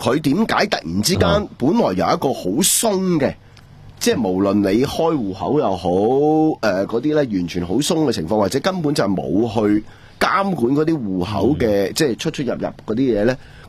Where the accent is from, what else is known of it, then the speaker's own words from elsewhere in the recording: Hong Kong; 我哋香港人